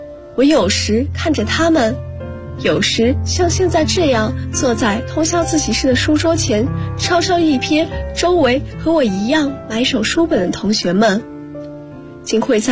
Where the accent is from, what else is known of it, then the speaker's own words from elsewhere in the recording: Guangzhou, Guangdong, China; now in Nanjing, China; 来自广州，我在南京大学，距离我的家乡1300公里